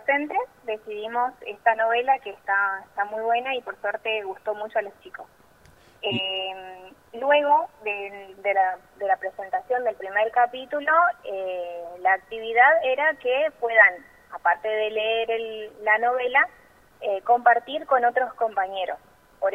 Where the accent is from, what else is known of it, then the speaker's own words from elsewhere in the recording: Chaco, Argentina; also born or lived in Corrientes; Nací en Corrientes, capital. Y bueno, a los pocos tiempos de nacimiento fui a vivir a la provincia del Chaco, que es ahí muy cerquita, y bueno, crecí ahí en Chaco.